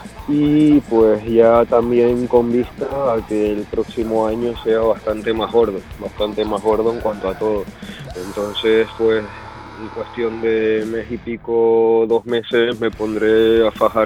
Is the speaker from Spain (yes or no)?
yes; Canary Islands, Spain; La verdad es que la gente ya nos conoce como los canarios.